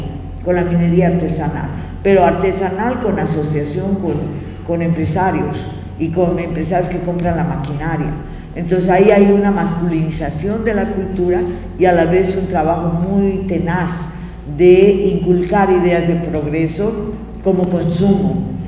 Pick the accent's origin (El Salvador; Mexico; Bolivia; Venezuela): Bolivia; Porque ya me va a dar vergüenza que soy boliviana.